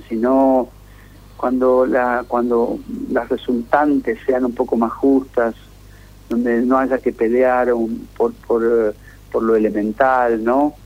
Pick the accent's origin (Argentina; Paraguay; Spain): Argentina; Santa Fe; El río que pasa por mi pueblo, el Carcarañá, también tiene ese color.